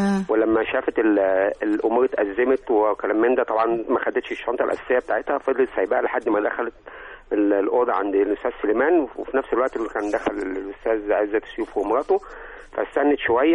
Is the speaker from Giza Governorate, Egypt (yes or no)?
yes; Faisal, Giza Governorate, Egypt; من فيصل يا فندم